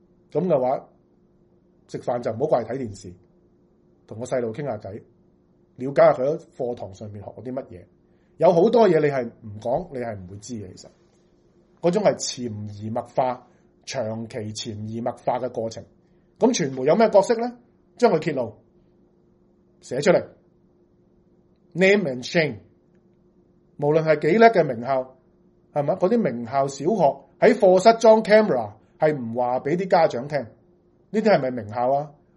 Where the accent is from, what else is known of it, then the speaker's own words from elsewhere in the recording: Hong Kong; 因为我哋喺香港土生土长呢一代，我哋冇受过党化教育嘅思想灌输